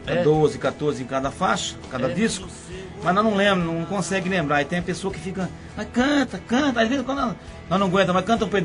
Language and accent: Portuguese; Rinópolis, São Paulo, Brazil; Estado de São Paulo. Nós somos de Rinópolis.